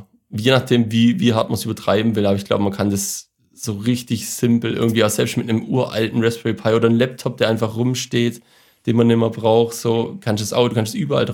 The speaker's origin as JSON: {"language": "German", "region": "Baden-Württemberg", "country": "Germany", "said": "Und ich als Schwabe kann natürlich keins von den Gründen bis auf Frustration"}